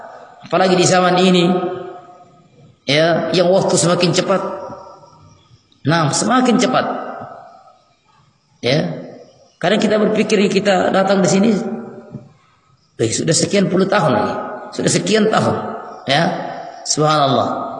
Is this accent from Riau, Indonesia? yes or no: no; Polewali Mandar, West Sulawesi, Indonesia; also born or lived in Lakawalisan; Saya lahir di Polmas.